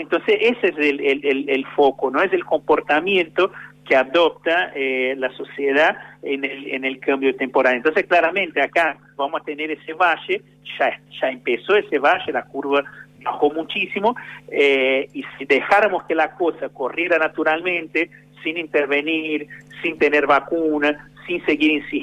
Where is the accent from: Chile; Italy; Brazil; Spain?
Brazil; Spanish is a second language; Yo que soy de Brasil, puedo decir con mucha propiedad que venís a una temperatura media de 35 grados, 36 grados, por lo menos donde vivía yo, ¿no?